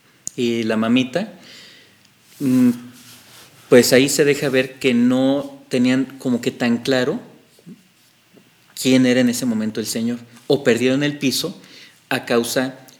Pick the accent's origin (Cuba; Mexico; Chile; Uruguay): Mexico; Perdóname la expresión, soy mexicano, lo voy a usar y yo creo que los mexicanos lo vamos a entender.